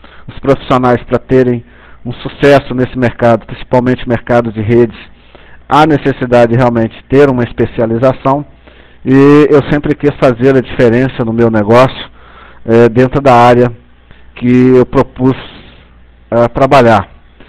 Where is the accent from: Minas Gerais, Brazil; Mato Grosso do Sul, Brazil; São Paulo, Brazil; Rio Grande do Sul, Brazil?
Minas Gerais, Brazil; Belo Horizonte; sou aqui de Belo Horizonte.